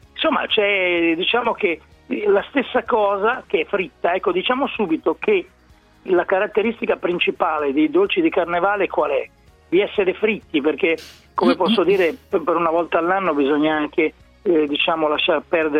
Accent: Emilia-Romagna, Italy; Dalle mie parti si chiamano frappe

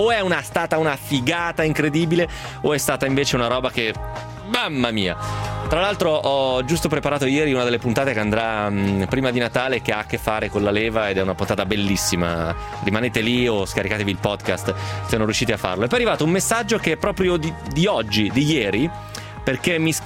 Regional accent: Ancona, Marche, Italy; Sono di Ancona

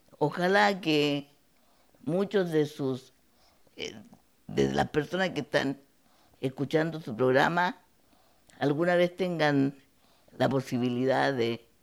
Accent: Osorno, Los Lagos, Chile; Yo soy de Chile, de una provincia del sur de Chile, de Osorno.

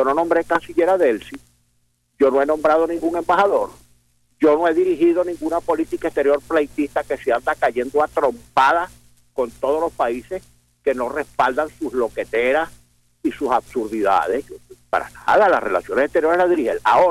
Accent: Venezuela; porque esa es mi obligación como venezolano

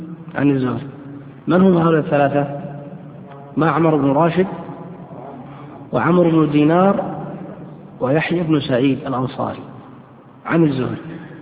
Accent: Yemen; فقالوا قيدوه في صنعاء عندنا في اليمن

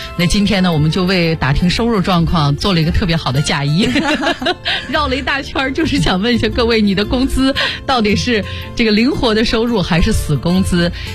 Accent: China; 我们中国人情绪都很含蓄啊

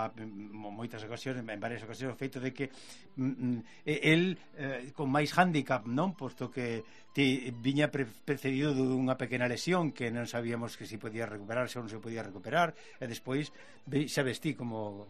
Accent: Galicia, Spain; hai que felicitarnos como galegos

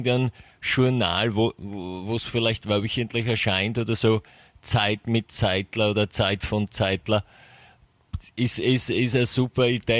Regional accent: England, United Kingdom; Ich bin ja in England aufgewachsen.

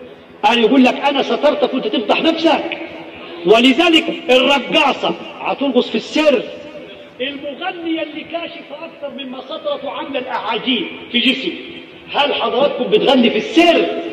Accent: Egypt; ويتعالجوا عندنا في مصر مساكين

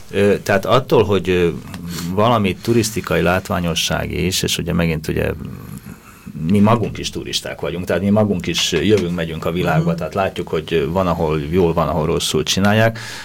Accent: Budapest, Hungary; akik itt Budapesten nőttünk föl

